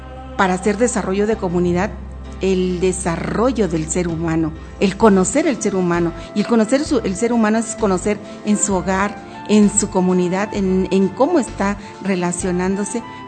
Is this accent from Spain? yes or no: no; Mexico; como mexicanos debemos de estar acompañándolo en su partida a otros mundos